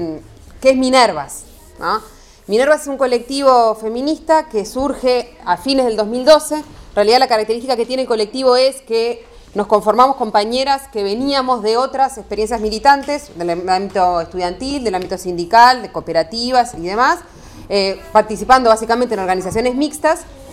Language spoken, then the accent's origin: Spanish; Montevideo, Uruguay; now in La Plata, Argentina; Yo soy de Uruguay, de Montevideo, soy del colectivo feminista Minervas, estoy viviendo en La Plata